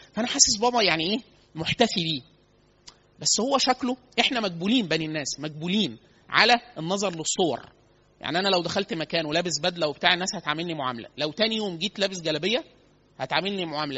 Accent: Upper Egypt, Egypt; إحنا عندنا في الصعيد كتير سوق الخضار، فسوق كبيرة جدا

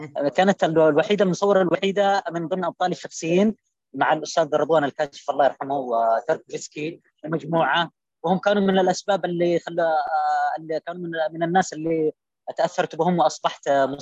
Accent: Yemen; moved away as an adult; انا طلعت من اليمن، انا لم يعد لدي من اليمن الا هذه الصور

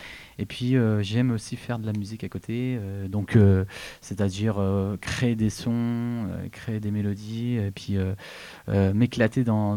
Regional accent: Hauts-de-France, France; j'étais d'origine du Nord, donc j'ai commencé

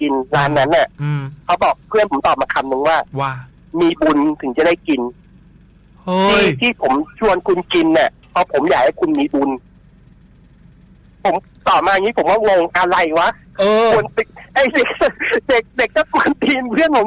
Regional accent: Nong Khaem, Bangkok, Thailand; ผมเกิดและโตที่หนองแขมเลยไม่เคยไปไหนเลย

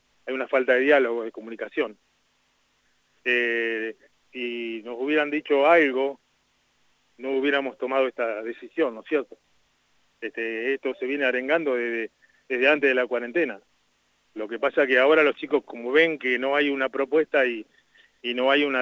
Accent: La Pampa, Argentina; Nosotros nacimos en La Pampa, crecimos con esto, es parte de nuestra cultura

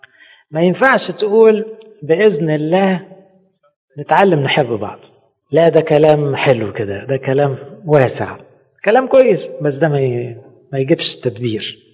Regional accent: Egypt; واحنا مصريين برضو

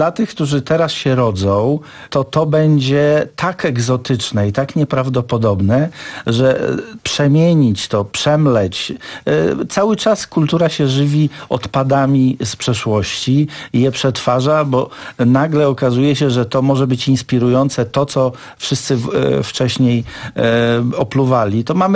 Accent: Serbia; wychowałem się w Serbii

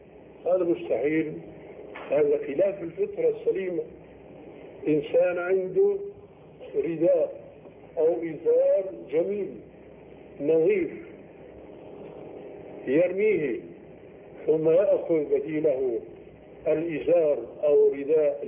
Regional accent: Syria; يسموه عندنا في الشام جنفيس،

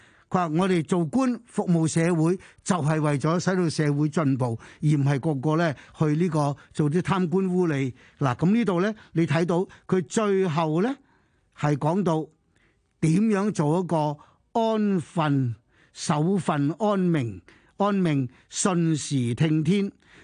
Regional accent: China; 喺我哋過去一千年啊不斷教導我哋中國人沉澱呢個文化呢係幾咁重要

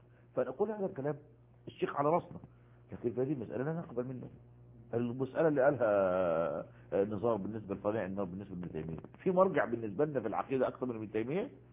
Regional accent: Egypt; وجد المصافحة منتشرة عندنا في مصر

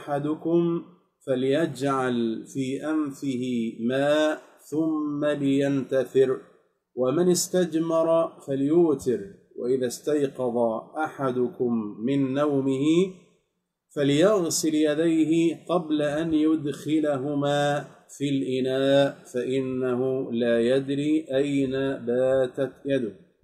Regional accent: Egypt; نسأل الله جل في علاه أن يحفظ بلادنا مصر من كل سوء

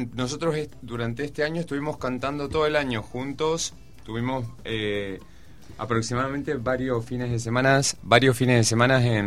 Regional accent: Córdoba, Argentina; yo soy de Córdoba y soy nieto de inmigrantes.

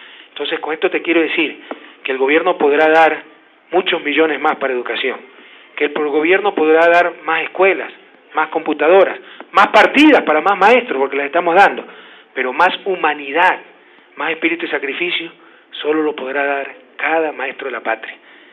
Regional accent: Ecuador; con el derecho que me asiste, como ecuatoriano, a decir a la gente por qué creo

